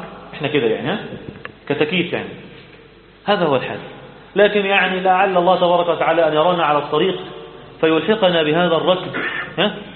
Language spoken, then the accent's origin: Arabic; Egypt; إحنا بقى كمصريين طبعا